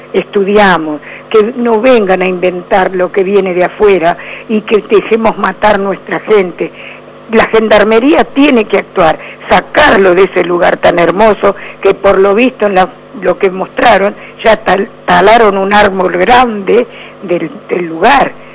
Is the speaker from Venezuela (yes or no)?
no; Argentina; nosotros somos argentinos, que yo estudié toda la época de Perón, viví con Perón